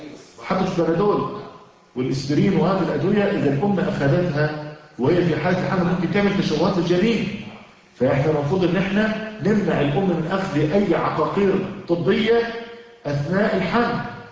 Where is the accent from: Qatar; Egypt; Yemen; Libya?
Egypt; now in United States; وعلى فكرة احنا عندنا في مصر العسل المغشوش